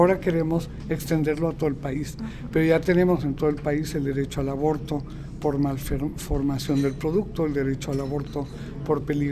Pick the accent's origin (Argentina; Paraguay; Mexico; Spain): Mexico; En mi país, en México, que teníamos un avance importantísimo como política de Estado